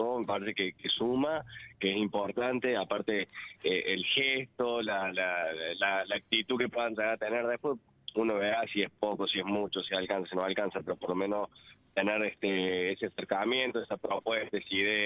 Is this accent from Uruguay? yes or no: no; Argentina; como argentino, te lo digo